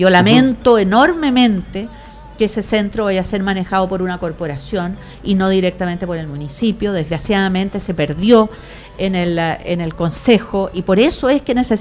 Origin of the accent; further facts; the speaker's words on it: Puente Alto, Santiago Metropolitan, Chile; no hay que contar mucho que somos de Puente Alto